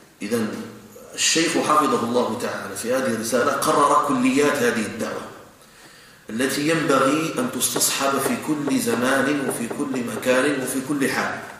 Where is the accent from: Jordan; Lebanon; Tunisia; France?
Jordan; بأمن بلدنا الأردن المحروس